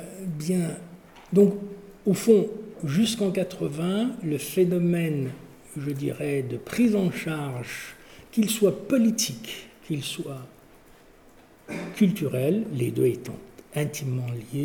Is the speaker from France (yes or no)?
no; Kabylie, Algeria; c'est pas parce que je suis kabyle